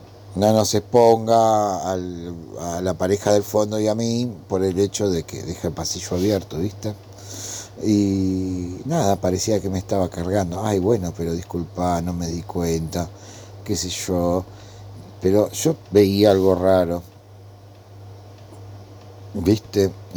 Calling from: Escalada, Buenos Aires Province, Argentina; de Escalada.

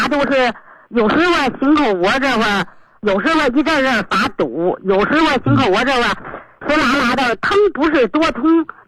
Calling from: Beijing, China; 我是北京的一个新学员。

